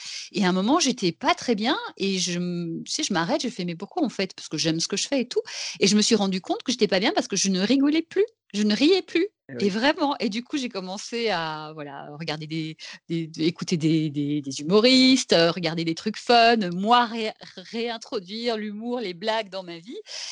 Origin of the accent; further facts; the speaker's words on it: Belgium; parce que je ne sais pas si c'est parce que je viens de Belgique